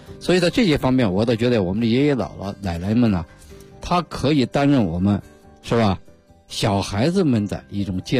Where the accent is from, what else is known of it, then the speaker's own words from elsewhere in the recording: Beijing, China; 其实我们北京人他还喜欢什么放风筝呀